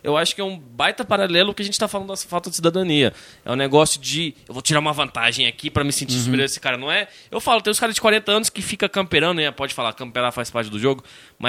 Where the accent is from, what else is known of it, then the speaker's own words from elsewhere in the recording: Brazil; accent: Nordestino; É que brasileiro em si tem um sotaque quase neutro, mas a gente fala... Oxi! A gente fala muito nordestino.